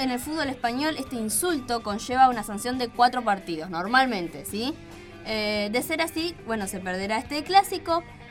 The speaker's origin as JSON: {"language": "Spanish", "country": "Argentina", "said": "obviamente, somos argentinos"}